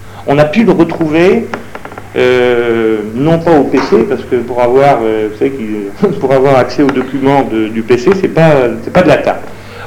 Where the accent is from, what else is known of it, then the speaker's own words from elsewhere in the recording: Brittany, France; moi, je suis breton, je peux vous dire que c'était la bagarre.